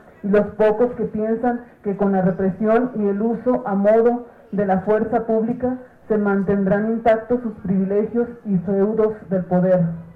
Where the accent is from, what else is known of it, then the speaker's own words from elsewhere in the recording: Sonora, Mexico; como sonorenses, mexicano y nativo de esta tierra, de estas tierras, me identifican como miembro activo de la tribu Yaqui con el cargo de secretario del pueblo de Bicam.